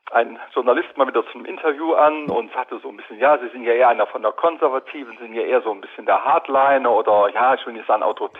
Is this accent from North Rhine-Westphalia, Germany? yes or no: yes; Cologne, North Rhine-Westphalia, Germany